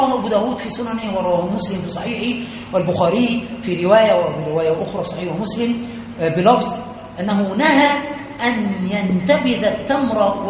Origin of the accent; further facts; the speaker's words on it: Egypt; كما يقال عندنا في مصر الكوكتيل